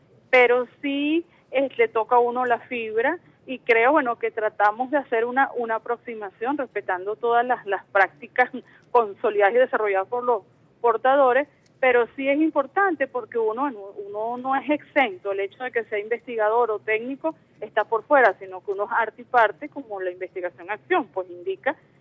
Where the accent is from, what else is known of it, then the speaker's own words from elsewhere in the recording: Venezuela; también somos venezolanos y venezolanas, pues que somos parte de ese gran ejército defensor, pues, del patrimonio cultural venezolano.